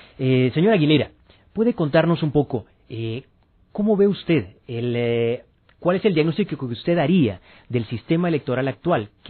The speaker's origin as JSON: {"language": "Spanish", "country": "Honduras", "said": "conviviendo como hondureños."}